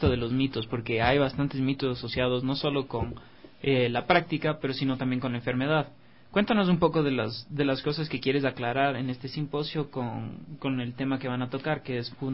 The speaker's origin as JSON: {"language": "Spanish", "town": "Quito", "region": "Pichincha", "country": "Ecuador", "said": "no solo los 3 millones que estamos de aquí, que creo que somos los quiteños"}